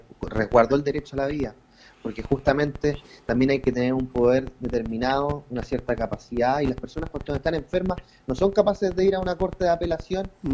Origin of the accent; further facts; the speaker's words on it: Chile; como sociedad chilena tenemos que ser capaces de levantar un proyecto político en salud